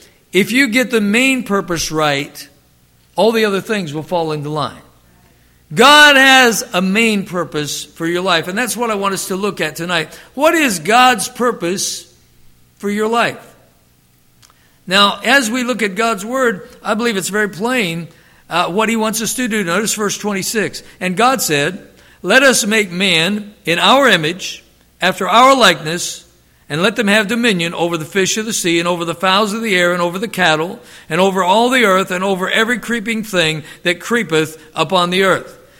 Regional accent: Youngstown, Ohio, United States; also born or lived in Alliance; And so I grew up in Alliance and Youngstown and some of those places in Ohio.

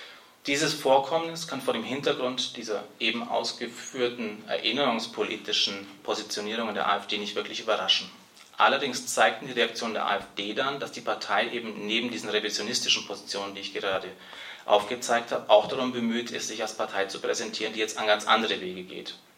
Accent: Bavaria, Germany; Ich bin in Bayern auf dem Dorf aufgewachsen

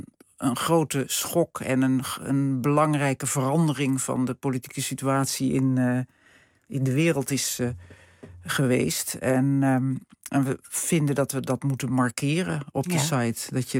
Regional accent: Hilversum, North Holland, Netherlands; ik kom uit Hilversum. Ik zat op het gymnasium hier en ik had allerlei talen gehad al. Frans, Duits, Engels, Grieks, Latijn. Nederlands.

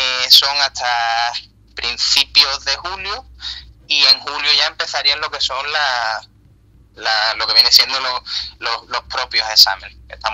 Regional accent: Andalusia, Spain; y tenemos otra en Jerez, porque nosotros somos gaditanos los dos.

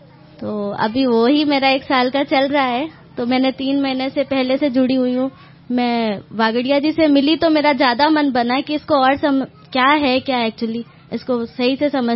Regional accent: Kanpur, Uttar Pradesh, India; मैं कानपुर से हूँ

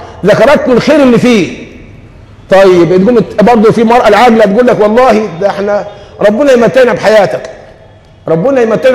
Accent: Egypt; ما احنا كمصريين فينا الطبع ده

